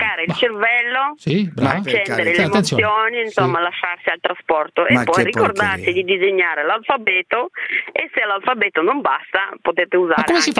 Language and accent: Italian; Russia; Russa. Russa di così non esiste.